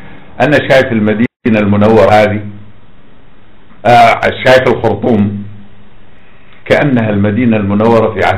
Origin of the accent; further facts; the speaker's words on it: Iraq; انا ابن العراق.